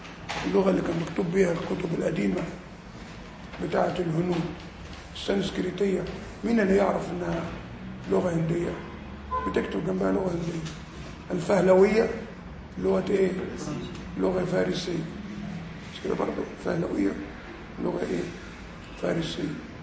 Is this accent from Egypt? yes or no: yes; Egypt; بره عندنا في مصر يعني ايه؟